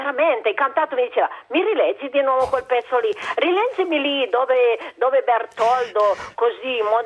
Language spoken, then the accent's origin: Italian; Vaie, Piedmont, Italy; Io sono della Valle di Susa